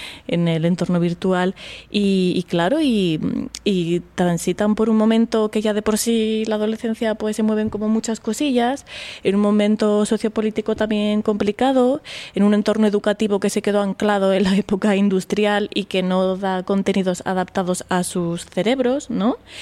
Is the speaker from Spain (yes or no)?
yes; Aragon, Spain; born there; mañica de nacimiento, andaluza de corazón. Yo siempre digo que soy de Cádiz, sobre todo cuando trabajo fuera de Andalucía, ¿no? Yo me presento como gaditana